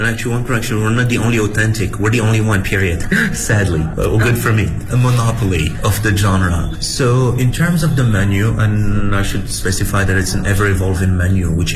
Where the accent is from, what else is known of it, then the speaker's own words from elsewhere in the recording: Morocco; English is a second language; moved away as an adult; now in Beijing, China; I'm from Morocco originally. I've been in China for 12 years now, 10 of them in Beijing.